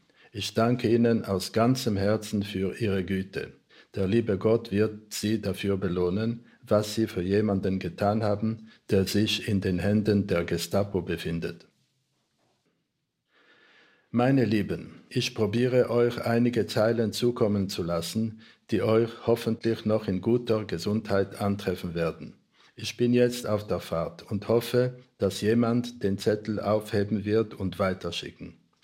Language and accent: German; Poland; born there; Ich bin 1941 in Polen geboren, habe den Krieg mit viel Glück überlebt, zusammen mit meiner Mutter.